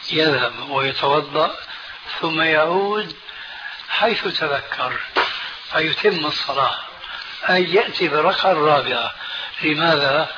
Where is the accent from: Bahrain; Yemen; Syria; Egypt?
Syria